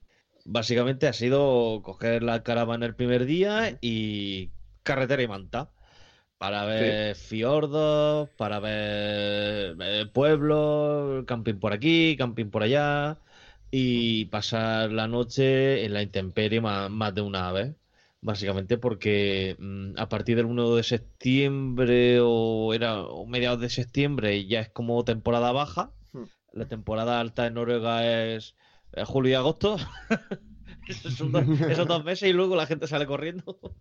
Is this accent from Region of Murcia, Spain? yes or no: yes; Murcia, Region of Murcia, Spain; como soy de Murcia y aquí nunca yo nieva